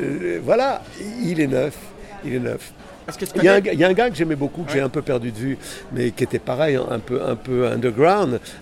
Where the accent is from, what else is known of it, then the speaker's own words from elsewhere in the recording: Pays de la Loire, France; je suis originaire de la Mayenne